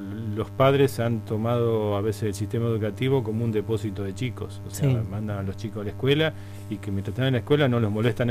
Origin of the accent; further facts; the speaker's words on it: Rosario, Santa Fe, Argentina; now in Posadas, Argentina; Bueno, yo soy rosarino, y hace 30 y pico años que estoy acá en Posadas.